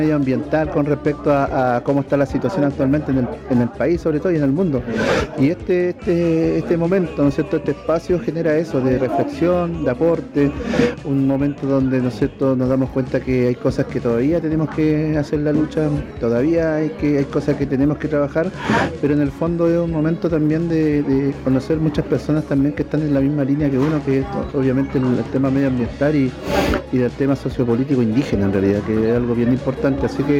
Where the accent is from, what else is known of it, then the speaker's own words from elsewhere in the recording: Toconao, Antofagasta, Chile; soy del Lopsal, miembro del Lopsal, del pueblo de Toconao y agricultor de la quebrada de Sonco.